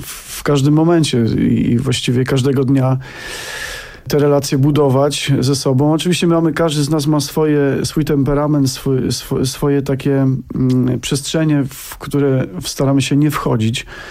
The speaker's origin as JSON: {"language": "Polish", "region": "Lesser Poland", "country": "Poland", "said": "My pochodzimy z Małopolski, tam taka góralska, góralskie zacięcie biesiadne u nas jest właściwie nieodłącznym takim elementem naszego życia rodzinnego."}